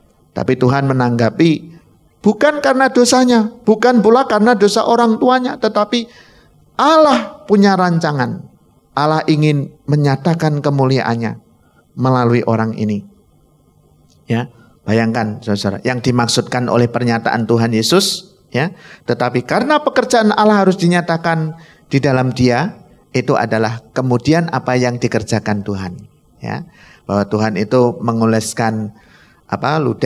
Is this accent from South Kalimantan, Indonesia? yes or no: no; Bojonegoro, East Java, Indonesia; Saya orang Bojonegoro.